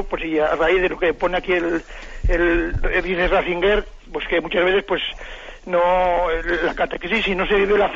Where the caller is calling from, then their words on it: Navarre, Spain; he hablado con el obispo alguna vez aquí de Navarra